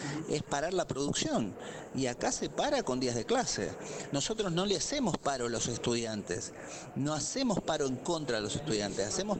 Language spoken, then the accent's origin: Spanish; Santa Fe, Argentina; Yo soy de Santa Fe.